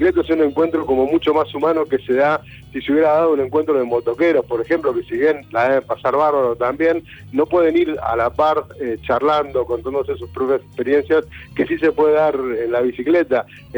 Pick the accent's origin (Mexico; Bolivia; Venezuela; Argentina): Argentina; como argentinos muchas veces hacemos la excepción